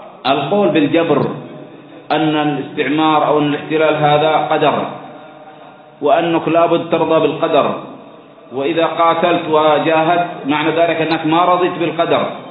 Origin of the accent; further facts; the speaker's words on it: Aden, Yemen; لماذا عمرت بريطانيا؟ لماذا عمرت عندنا في عدن؟